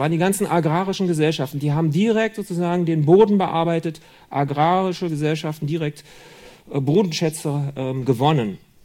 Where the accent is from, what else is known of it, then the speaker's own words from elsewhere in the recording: Berlin, Germany; Oder in Berlin, wo ich herkomme.